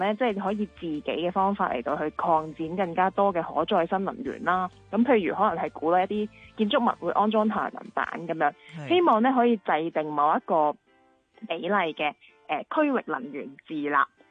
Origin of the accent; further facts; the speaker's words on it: Hong Kong; 我哋香港人如果去嗰邊嘅話